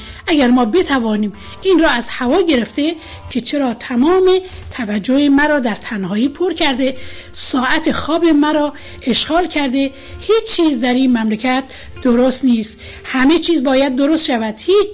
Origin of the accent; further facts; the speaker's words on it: Iran; من به عنوان یه ایرانی برای وقتم احترام قائلم